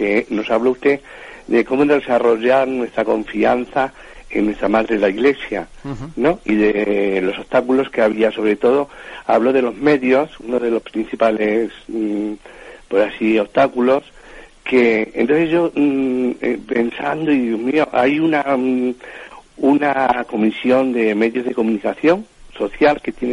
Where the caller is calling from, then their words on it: Madrid, Community of Madrid, Spain; aquí de Madrid.